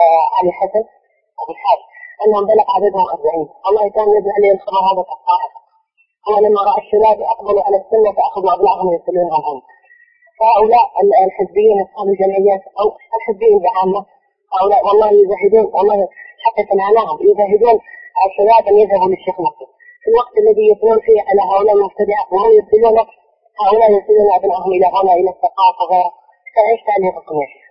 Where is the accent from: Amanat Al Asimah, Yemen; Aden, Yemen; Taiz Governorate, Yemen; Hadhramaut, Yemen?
Hadhramaut, Yemen; عندنا في حضرموت